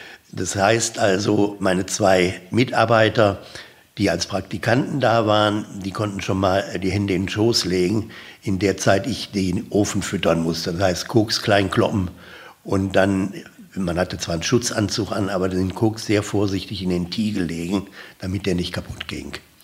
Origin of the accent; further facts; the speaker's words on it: Duisburg, North Rhine-Westphalia, Germany; born there; Ja, ich bin also geboren 1938 in Duisburg-Marxloh. Wenn man will, damals Stadt Hamborn, die dann später, glaube 22, eingemeindet wurde.